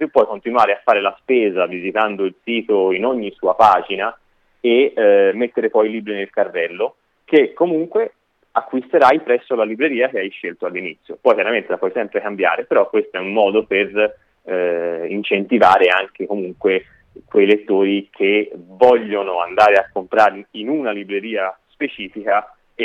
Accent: Florence, Tuscany, Italy; io che sono di Firenze

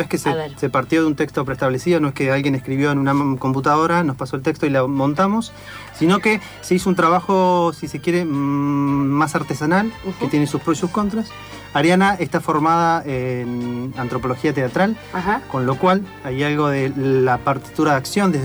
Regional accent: Argentina; es difícil estar totalmente contento en el contexto que nos toca vivir como argentinos, como latinoamericanos.

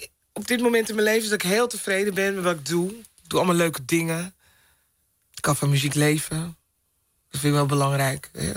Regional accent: Amsterdam, North Holland, Netherlands; In Amsterdam. Ik ben opgegroeid in Amsterdam-Zuid.

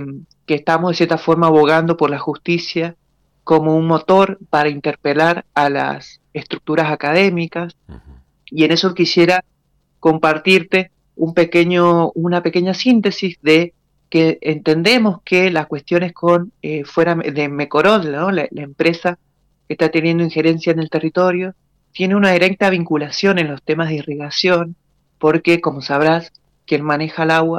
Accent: Tunuyán, Mendoza, Argentina; yo soy de acá de Tunuyán, ¿no?

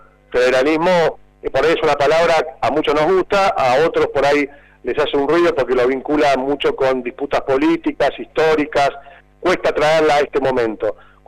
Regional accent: Vicente Casares, Buenos Aires, Argentina; yo prácticamente me crié ahí, en Vicente Casares.

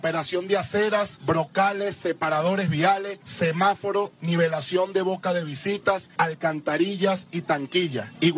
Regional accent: Caracas, Capital District, Venezuela; Soy caraqueño, soy caraqueña.

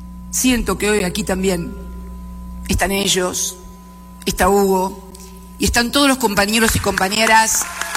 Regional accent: Argentina; el impacto que tuvo en mi país, en la República Argentina

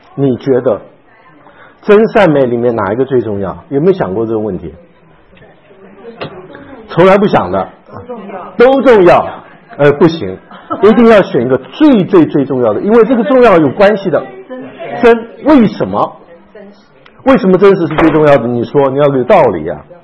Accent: China; 这个诗跟我们中国人诗不太一样

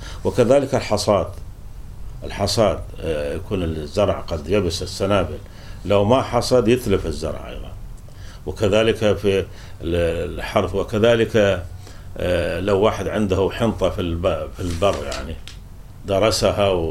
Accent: Syria; ولذلك حتى عندنا في سوريا

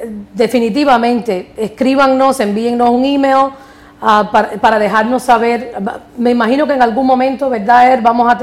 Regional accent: Miami, Florida, United States; now in New York, United States; yo tengo 36 años. Yo nací en Estados Unidos, aquí en la ciudad de Nueva York, pero soy de padres cubanos y me siento 100% cubano. Ahora me radico aquí en la ciudad de Nueva York, pero me crié en Miami, en Hialeah particularmente

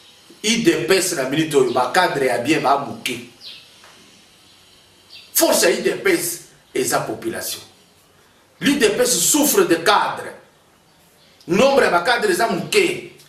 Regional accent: Katanga, DR Congo; Na cité na Katanga, là où j'ai grandi, c'est ma province

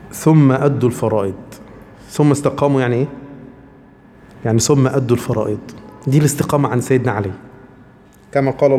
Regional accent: Upper Egypt, Egypt; عندنا في قريتنا إحنا في الصعيد يعني

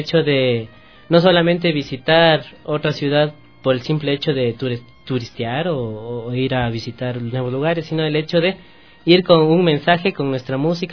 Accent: Quito, Pichincha, Ecuador; arribé a la ciudad de Quito. Me siento muy bien de estar acá otra vez en mi país, en mi ciudad

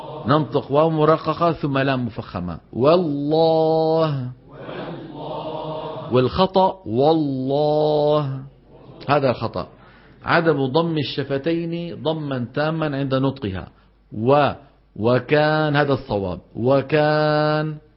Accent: Levant, Syria; هاي بالعاميات عندنا في الشام وفي مصر

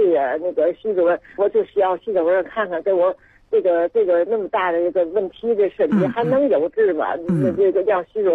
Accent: Tianjin, China; 我呢是来自天津的一个患者。

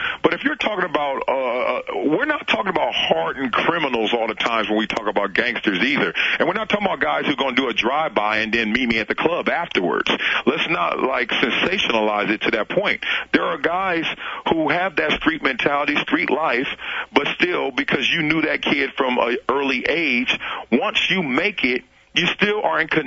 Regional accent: Compton, California, United States; I grew up in Compton

